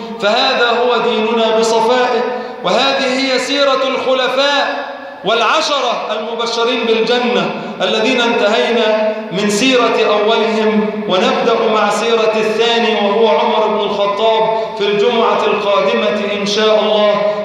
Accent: Egypt; اللهم اجعل بلادنا مصر وبلاد المسلمين جميعا في أمن وأمان

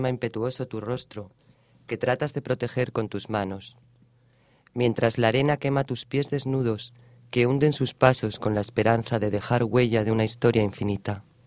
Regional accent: Asturias, Spain; si te sirve de consuelo, eso lo padecemos todos los asturianos

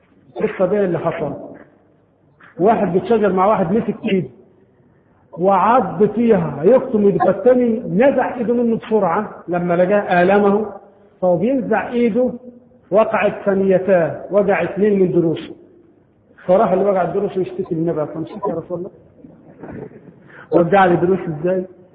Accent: Egypt; طبعا عندنا في مصر هذا القانون غير مطبق شرعا

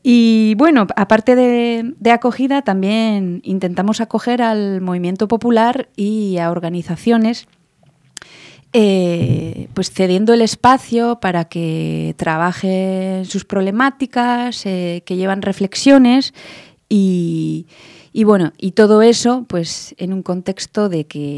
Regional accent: Nouvelle-Aquitaine, France; Spanish is a second language; lo puedo hacer en francés porque yo vengo de del norte de Euskal Herria.

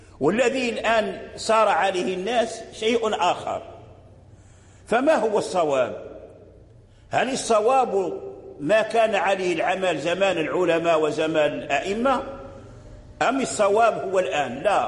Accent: Morocco; الذي جرى به العمل عندنا في المغرب هي الإمالة الكبرى

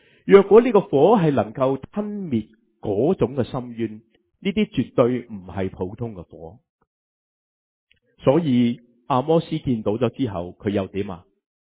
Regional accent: China; 我时时都话以色列人同埋我哋中国人系好相似。我哋中国人会话时机成熟系嘛

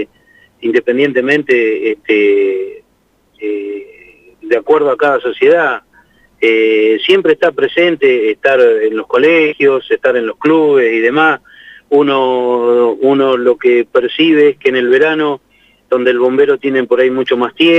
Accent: Riglos, Buenos Aires, Argentina; justo estaba llegando acá a Santa Rosa, yo soy de Riglo, como todos saben

